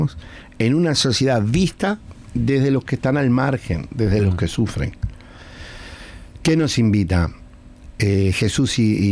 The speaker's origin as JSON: {"language": "Spanish", "country": "Uruguay", "said": "voy a decir lo que pienso yo como anglicano. No es como si dijéramos todos los uruguayos, no, yo lo que pienso yo como uruguayo"}